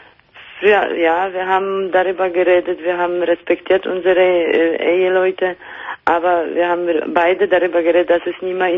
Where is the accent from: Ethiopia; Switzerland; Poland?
Poland; now in Germany; Aus Polen.